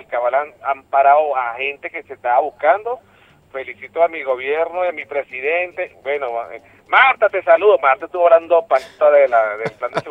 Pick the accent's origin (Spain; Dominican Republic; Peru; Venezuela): Venezuela; lo digo como venezolano y como revolucionario